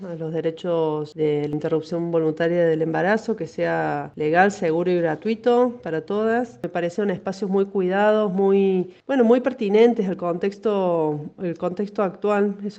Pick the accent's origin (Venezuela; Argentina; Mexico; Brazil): Argentina; nos interpela como argentinas, como ciudadanas, como pueblo